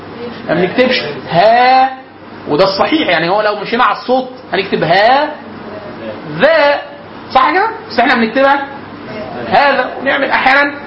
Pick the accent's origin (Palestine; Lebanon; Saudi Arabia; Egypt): Egypt; Upper Egypt; accent: close to Cairene; فانا مثلا انا راجل من الصعيد, عشت طول حياتي لغايه سنه 2005 في الصعيد خلاص